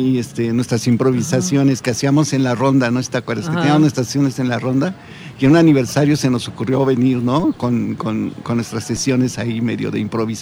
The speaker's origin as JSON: {"language": "Spanish", "region": "Mexico City", "country": "Mexico", "tie": "born there", "lives_now": "Amecameca, Mexico", "said": "Yo nací en la Ciudad de México, pero hace precisamente esos 18 años me vine a vivir acá"}